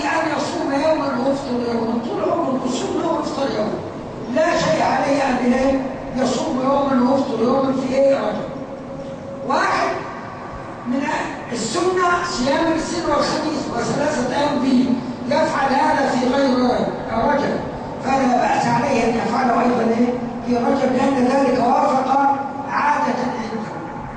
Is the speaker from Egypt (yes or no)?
yes; Upper Egypt, Egypt; أو أعفف اللي يسموه عندنا في الصعيد